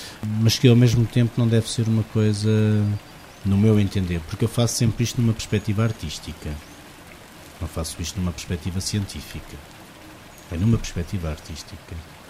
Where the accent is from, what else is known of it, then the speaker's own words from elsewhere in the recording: Alvoco, Guarda, Portugal; dou mais uma vez o exemplo de Alvoco, porque é a minha terra